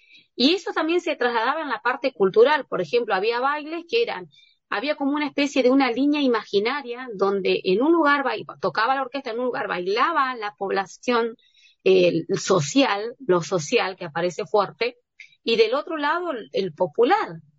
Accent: Valcheta, Río Negro, Argentina; Y a mí me pasa que mi familia, toda mi familia está en Valcheta. Valcheta es mi tierra, mi lugar, porque mi familia es de la meseta Somuncurá.

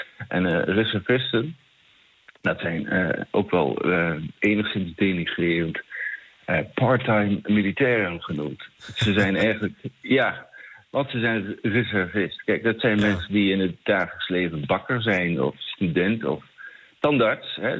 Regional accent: Kampen, Overijssel, Netherlands; Ik kom zelf dan uit Kampen

